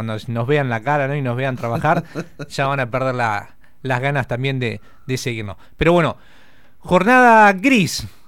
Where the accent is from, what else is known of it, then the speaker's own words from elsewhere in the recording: Buenos Aires Province, Argentina; nosotros somos bonaerenses.